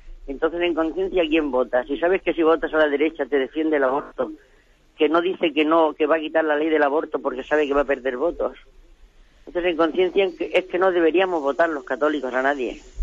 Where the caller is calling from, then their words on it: Los Alcázares, Region of Murcia, Spain; de los Alcázares.